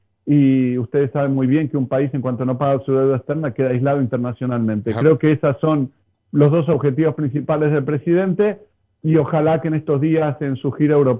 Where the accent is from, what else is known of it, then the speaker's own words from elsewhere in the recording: Argentina; now in Spain; yo soy de Argentina y hay una realidad latinoamericana